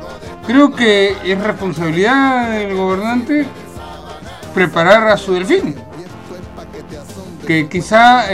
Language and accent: Spanish; Peru; yo no sé si sea porque soy peruano